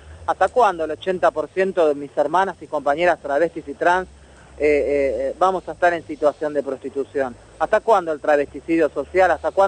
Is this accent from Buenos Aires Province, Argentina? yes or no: yes; Lomas del Mirador, Buenos Aires Province, Argentina; yo soy de ahí de Loma Admirador también